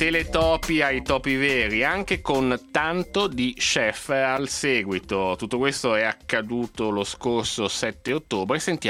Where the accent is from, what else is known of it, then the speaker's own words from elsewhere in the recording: Milan, Lombardy, Italy; quello che a me interessa poi da milanese è il quartiere, cioè una TV che mi racconta Milano